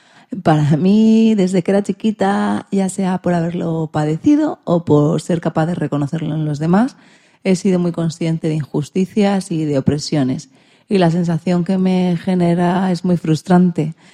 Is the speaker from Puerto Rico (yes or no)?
yes; Puerto Rico; o al menos en mi país, Puerto Rico.